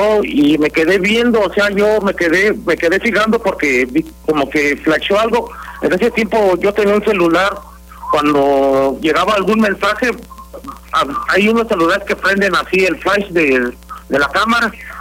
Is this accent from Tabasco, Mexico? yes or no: no; San Miguel, Guanajuato, Mexico; now in Querétaro, Mexico; Yo te estoy hablando de Querétaro, pero soy de San Miguel.